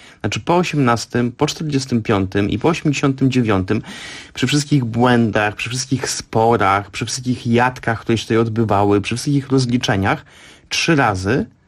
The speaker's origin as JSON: {"language": "Polish", "town": "Warsaw", "region": "Masovian Voivodeship", "country": "Poland", "tie": "born or raised there", "said": "ja jestem z Warszawy, jestem wychowany w kulcie powstania"}